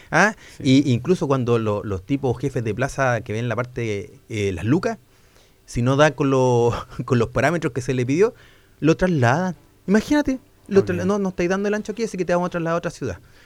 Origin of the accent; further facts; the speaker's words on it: Valparaíso, Chile; Después llegué a Santiago, estuve 6 años. Y ahí la Santa se acordó de mí y me trajo de vuelta a Valparaíso. Mi tierra. Y terminé mi carrera policial donde mismo nací, en la Brigada de Homicidios.